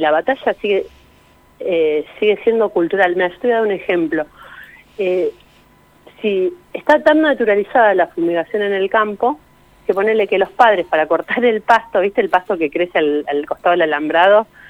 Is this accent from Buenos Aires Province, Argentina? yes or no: yes; Saladillo, Buenos Aires Province, Argentina; Yo vengo del distrito de Saladillo